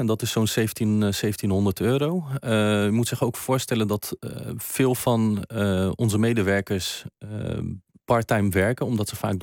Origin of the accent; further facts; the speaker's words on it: Westland, South Holland, Netherlands; Ik kom zelf uit het Westland, dus het kan ook een glastuinbouwbedrijf zijn.